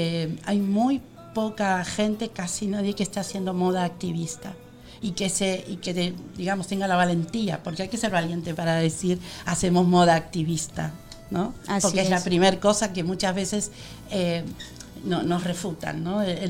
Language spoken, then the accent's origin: Spanish; Argentina; sabes que soy argentina y los argentinos somos así